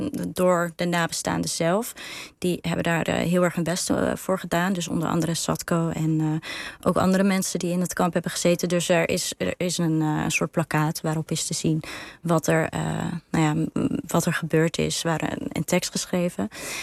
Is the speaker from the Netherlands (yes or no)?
yes; Netherlands; maar ik ben een Nederlander, ik woon hier.